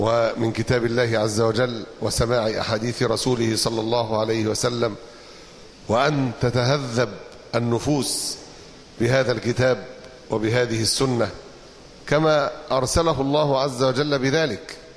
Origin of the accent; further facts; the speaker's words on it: Egypt; بلادنا تعاني، أمتنا تعاني، لا أقصد بلادنا مصر فقط،